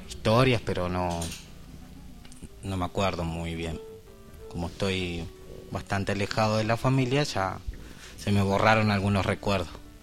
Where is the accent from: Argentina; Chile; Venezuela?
Argentina; Piedra del Águila, Neuquén; born or raised there; also born or lived in Cipolletti / Cutral Có / Zapala / Bariloche; now in El Bolsón, Argentina